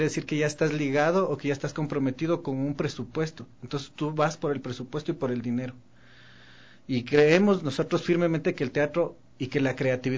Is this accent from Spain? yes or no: no; Quito, Pichincha, Ecuador; nosotros como somos quiteños tenemos esta forma de hablar, ¿no?